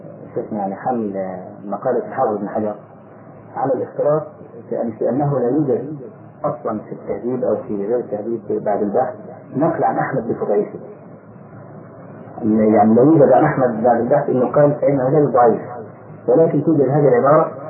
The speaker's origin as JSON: {"language": "Arabic", "country": "Egypt", "said": "فأخذها بعض أهل بعض الناس عندنا في مصر"}